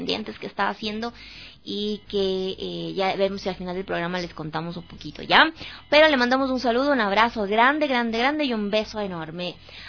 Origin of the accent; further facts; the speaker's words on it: Ecuador; realmente no se puede llamar como ecuatoriano, porque es parte de nuestra cultura